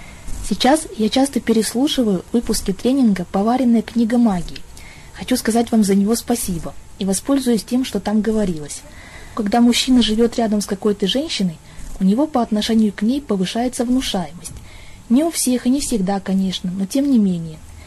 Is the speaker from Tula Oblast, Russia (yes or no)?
no; Chelyabinsk, Chelyabinsk Oblast, Russia; Я из Челябинска.